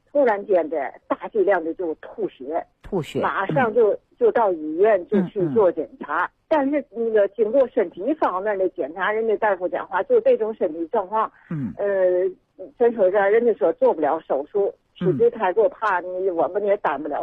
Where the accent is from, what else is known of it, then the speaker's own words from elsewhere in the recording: Tianjin, China; 我呢是来自天津的一个患者。